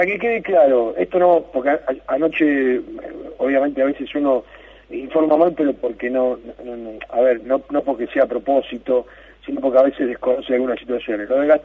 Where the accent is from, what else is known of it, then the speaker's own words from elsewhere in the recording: Argentina; como somos los argentinos